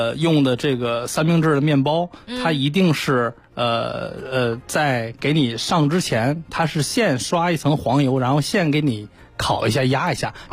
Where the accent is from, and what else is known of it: China